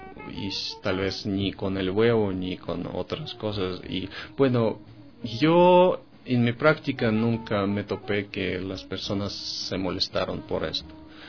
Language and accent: Spanish; Russia; Spanish is a second language; now in Ecuador; Porque en Europa, en Estados Unidos, en mi país, Rusia, los precios de esos productos son bastante elevados